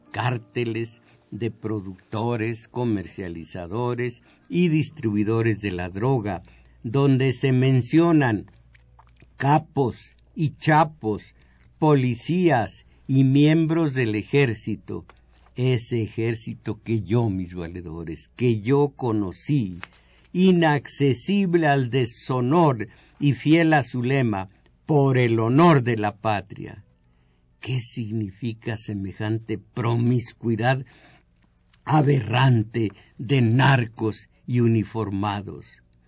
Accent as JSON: {"language": "Spanish", "town": "Jalpa Mineral", "region": "Zacatecas", "country": "Mexico", "tie": "born or raised there", "said": "un paisano de mi pueblo, de Jalpa Mineral"}